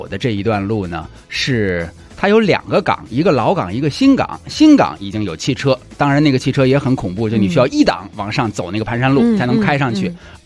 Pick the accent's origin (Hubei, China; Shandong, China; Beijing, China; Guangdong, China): Beijing, China; 其实我们这一代人小时候在北京城里面是经常有机会见到马车、骡车、驴车的